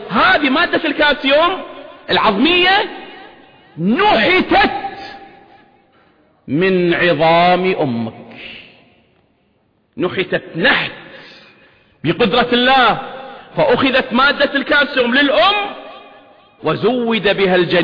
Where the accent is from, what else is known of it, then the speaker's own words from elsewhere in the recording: Kuwait; طبعا بلدنا الكويت لها الحصة الكبرى أو كبيرة